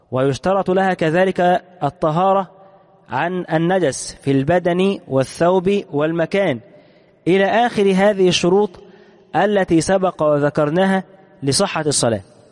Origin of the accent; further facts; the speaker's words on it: Egypt; خصوصا عندنا في مصر هنا